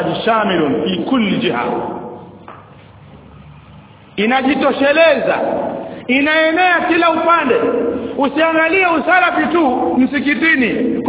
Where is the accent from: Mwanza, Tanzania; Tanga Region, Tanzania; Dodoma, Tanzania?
Tanga Region, Tanzania; Tanga; Leo mimi natoka Tanga huko ni Mdigo, nimekuja kwa ndugu zangu hapa Masalafu